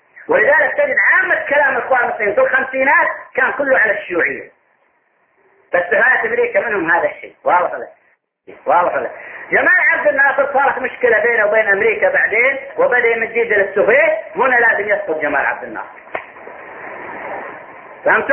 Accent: Saudi Arabia; فكان عندنا في السعودية تنظيم للمصريين فقط

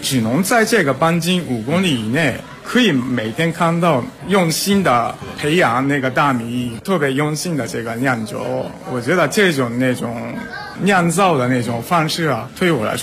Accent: Japan; Chinese is a second language; 因为虽然我是日本人，从年轻的时候开始我也特别喜欢清酒，

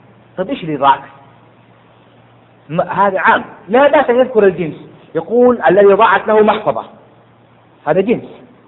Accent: Jeddah, Makkah Province, Saudi Arabia; ولو وجدها في حي الصخة عندنا في جدة

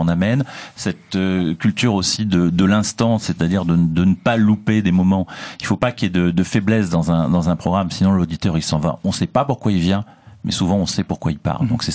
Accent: Aix-en-Provence, Provence-Alpes-Côte d'Azur, France; also born or lived in Valenciennes; Oui, non, non, je suis né à Valenciennes, élevé à Aix-en-Provence et marié à une Bretonne.

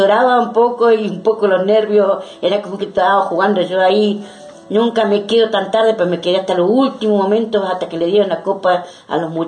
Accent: Argentina; soy argentina.

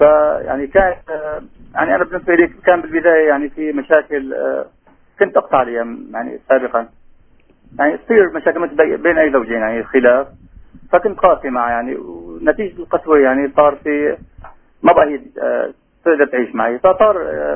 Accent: Aleppo, Aleppo Governorate, Syria; من حلب، متزوج وعندي 3 أولاد، شاب وبنتين.

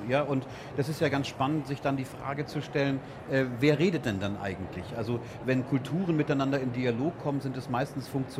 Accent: Gelsenkirchen, North Rhine-Westphalia, Germany; In meiner Jugend in Gelsenkirchen gelebt

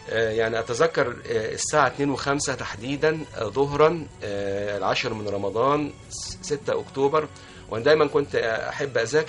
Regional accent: Mansoura, Dakahlia, Egypt; أنا من أبناء المنصورة

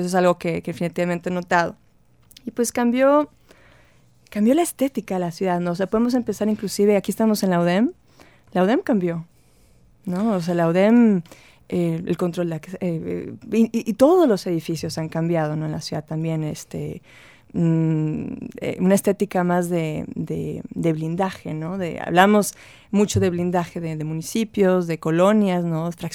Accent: Monterrey, Nuevo León, Mexico; luego empecé a viajar. Tenía 5 años viviendo fuera cuando regresé a Monterrey en enero el año pasado. Y sí me pareció que volvía a otra ciudad. O sea, mi ciudad natal y al mismo tiempo otra ciudad.

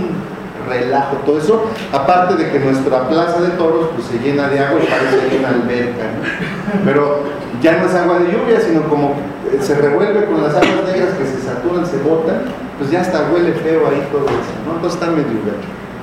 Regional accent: Tecámac, State of Mexico, Mexico; Nosotros venimos de Tecama, ya les dije que en esos tiempos, cuando existían los lagos, era un pueblo de pescadores, era un pueblo ribereño

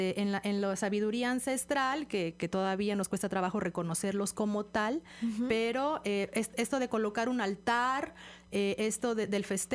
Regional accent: Mexico; para precisamente reencontrarnos con nuestros orígenes como personas, pero también como mexicanos

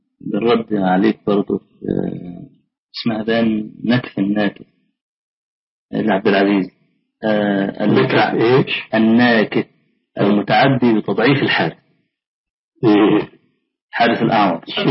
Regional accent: Egypt; طلعت حديثا عندنا في مصر

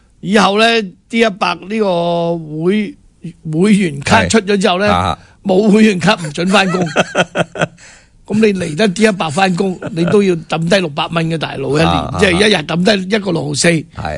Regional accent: Hong Kong; 還有我們香港人的子女

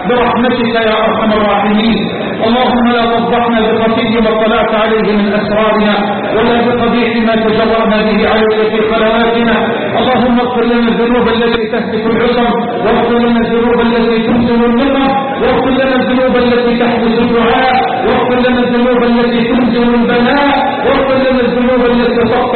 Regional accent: Egypt; اللهم اجعل بلدنا مصر راحة للأمن والأمان.

